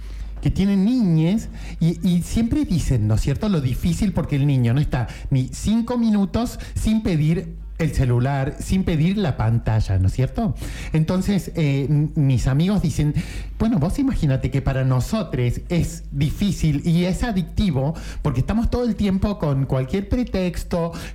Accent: Merlo, San Luis, Argentina; Yo sí, soy …, mi amor.

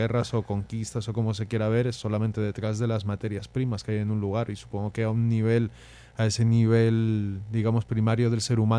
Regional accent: Spain; yo la verdad, eso, soy español

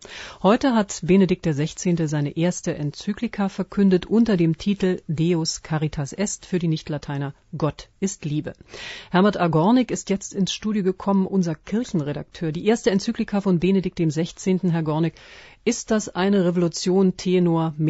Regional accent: Berlin, Germany; wie man so schön als Berliner sagt

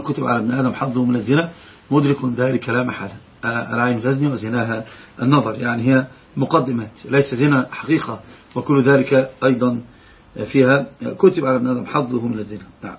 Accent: Egypt; عندنا في مصر يقول الحمى اللي هو الأب الزوج

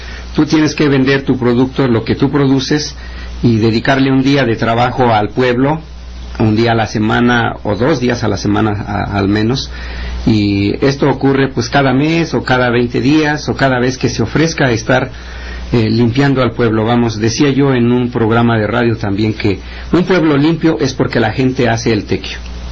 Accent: Tilantongo, Oaxaca, Mexico; Lo que no sucede en Tilantongo, en mi pueblo, hay 20 agencias

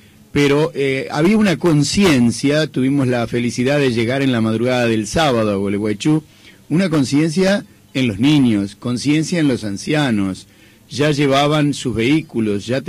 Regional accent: Uruguay; como uruguayos tan cristiano-ateos que somos

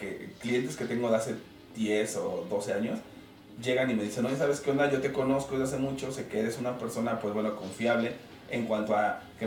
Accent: Mexico; somos mexicanos, estamos acostumbrados al regateo, a la oferta-demanda

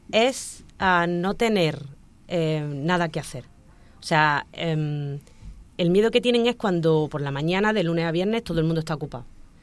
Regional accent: Motril, Andalusia, Spain; yo soy de Motril, de un pueblo de Granada, y nosotros vivíamos en una zona de Motril que era muy antigua, entonces estábamos rodeados de gente muy mayor.

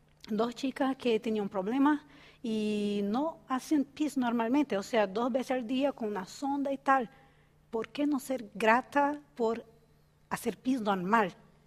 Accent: Brazil; Spanish is a second language; soy de Brasil y paso harto frío a veces

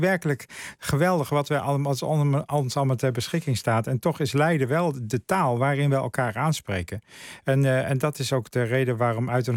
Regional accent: Netherlands; wij leven als Nederlanders anno 2021

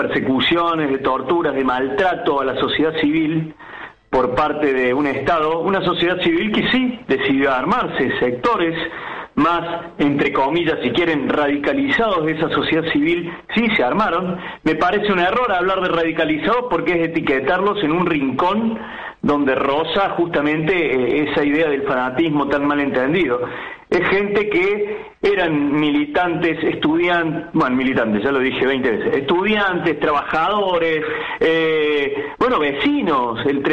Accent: Córdoba, Argentina; yo como cordobés, por vivir en la provincia de Córdoba, difícilmente me entero

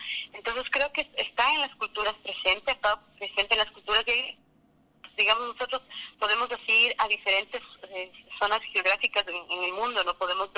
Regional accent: Ecuador; nosotros como cultura, como ecuatorianos, tenemos varias, las muñecas de trapo que están muy cercanas a nosotros

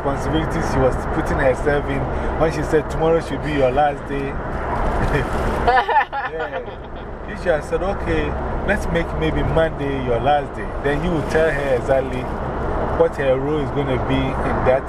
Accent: Ghana; English is a second language; Because when we're learning English in Ghana, they say yes, please, no, thank you.

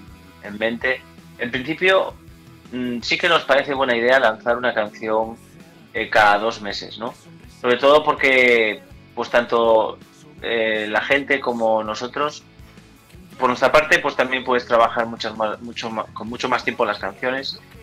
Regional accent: Galicia, Spain; Joder, somos gallegos, tío.

